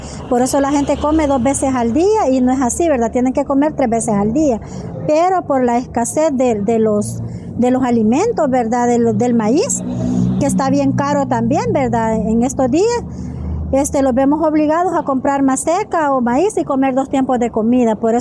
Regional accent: Panchimalco, San Salvador, El Salvador; vengo de Cantón Azacualpa, Caserío Amayito, representando Asociación de Mujeres de Acua de Panchimalco.

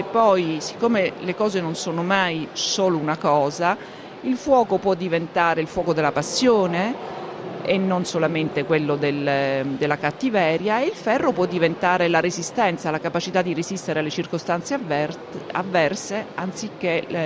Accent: Palermo, Sicily, Italy; che io non conoscevo perché io sono palermitana.

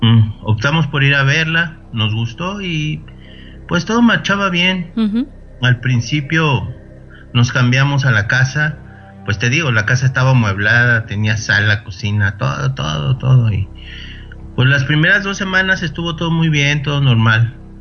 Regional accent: Mexico City, Mexico; Yo soy originario de Ciudad de México.

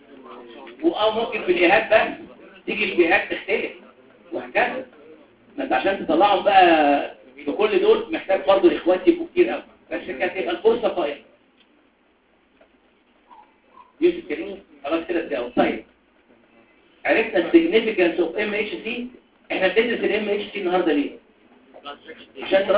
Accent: Upper Egypt, Egypt; انا صعيدي على فكره عشان كده بقولها بقلبي

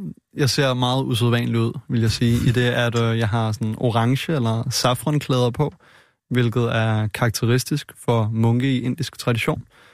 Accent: Frederiksberg, Capital Region, Denmark; jeg er født og opvokset i Danmark i en dansk kernefamilie på Frederiksberg med et par gode forældre

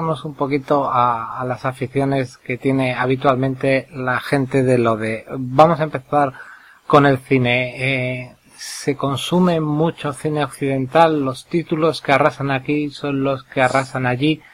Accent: Spain; como occidental, como español, te resultase muy curioso

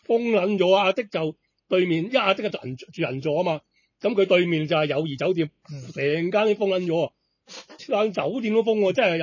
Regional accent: Hong Kong; 翻我哋香港人翻到嚟咧，就可以家居隔离啊嘛

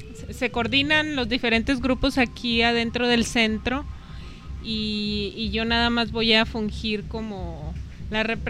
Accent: Torreón, Coahuila, Mexico; born there; also born or lived in Mexico City; Yo nací en la ciudad de Torreón, Coahuila, en el norte de México.

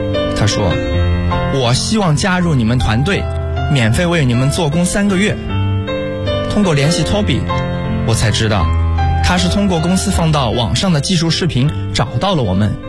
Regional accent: China; 我们是中国人，中国是我们的家，我们回国创业。

